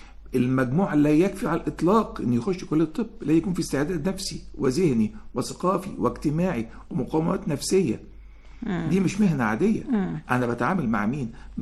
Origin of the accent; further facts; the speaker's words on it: Egypt; طرق التدريب أو التعليم عندنا في مصر ما بتكشفش المواهب